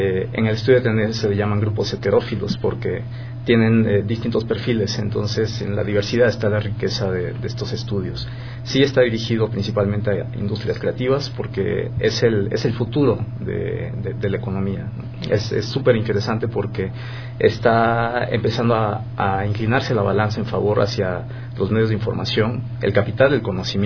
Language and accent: Spanish; Campeche, Mexico; Soy del estado de Campeche, en el sureste del país, sí.